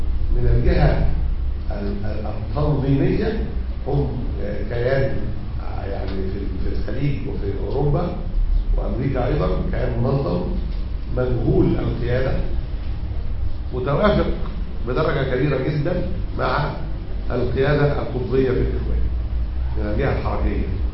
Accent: Egypt; يعني مسألة الأحداث الأخيرة اللي عندنا في مصر

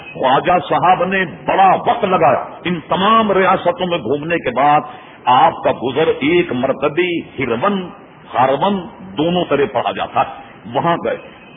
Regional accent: Hyderabad, Telangana, India; میں نے اس لیے کہا کہ میں حیدرآباد دکن کا رہنے والا ہوں, سقوط حیدرآباد دکن میرے سامنے ہوا. میں اس وقت بہت سمجھدار تھا, 48 سن میں بہت سمجھتا تھا

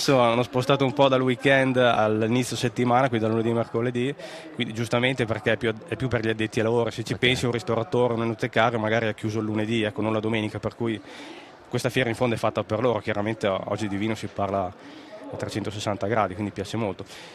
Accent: Mantua, Lombardy, Italy; born there; io sono mantovano, sono nato a Manto, papà mantovano, mamma sarda, di Iglesias, che è sud-ovest della Sardegna.

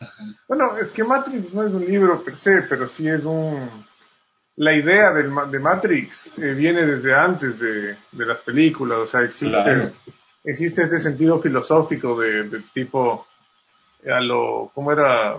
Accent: Quito, Pichincha, Ecuador; born there; yo nací en Quito

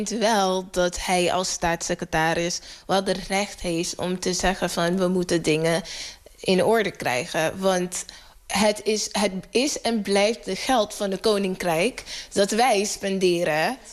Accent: Netherlands; En dat wij als Nederlanders in het algemeen dat mening delen van, oh ja, dat ging best fout.

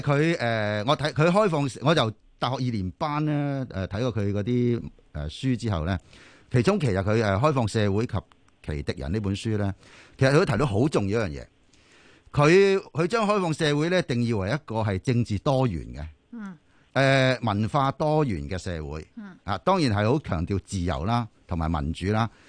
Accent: China; 特别系我作为一个中国人咧，我觉得呢个系实在太重要

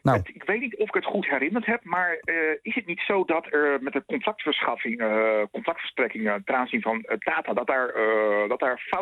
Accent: Groningen, Netherlands; Delfzijl is voor mij een bekende plek, maar ik kom uit Groningen.

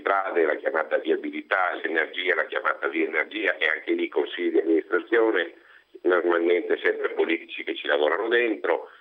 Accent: Veneto, Italy; nel Veneto stesso da dove vengo io

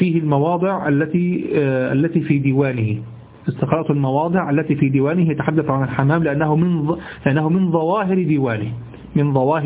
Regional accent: Egypt; وأحيانا أنت في عندنا في الذي عندنا في مصر

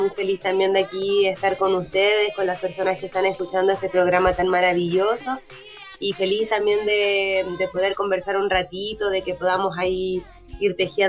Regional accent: Macul, Santiago Metropolitan Region, Chile; also born or lived in San Bernardo; nací aquí en Santiago, en San Bernardo primero, luego casi toda mi vida la pasé en Macul, como entre Macul, la Florida, siempre vivía como por ahí. Vivía muy cerca del Estadio Monumental

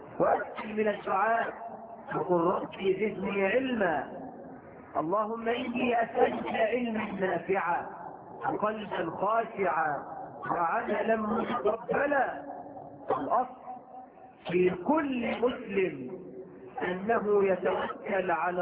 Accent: Egypt; بلدنا مصر

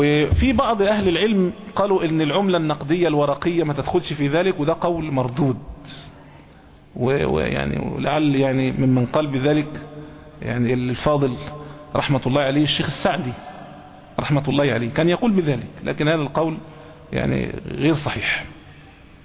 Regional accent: Egypt; احنا عندنا في مصر هنا ممكن التمر ما يبقاش قوت

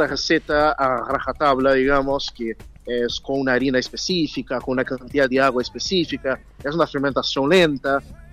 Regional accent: São Paulo, Brazil; Spanish is a second language; No, yo soy de Brasil, São Paulo.

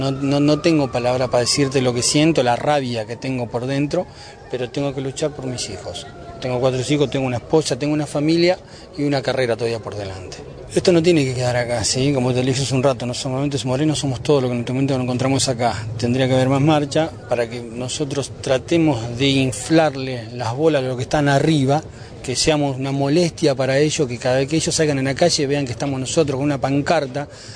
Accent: Argentina; porque somos bien argentinos, tanto como mi hijo como yo

